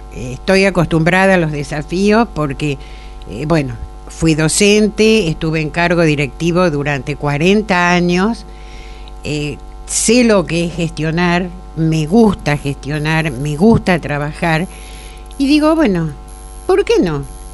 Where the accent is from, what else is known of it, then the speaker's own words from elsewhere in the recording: 25 de Mayo, Buenos Aires Province, Argentina; also born or lived in Mar del Plata / Saladillo; Me desempeñé en 25 de mayo, de donde soy oriunda, en Mar del Plata y acá en Saladillo terminé mi carrera docente.